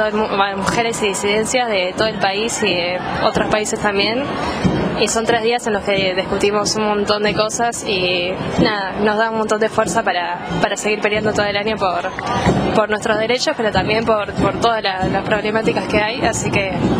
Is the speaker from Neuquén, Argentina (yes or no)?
no; La Plata, Buenos Aires Province, Argentina; soy de La Plata y participo hace varios años de los encuentros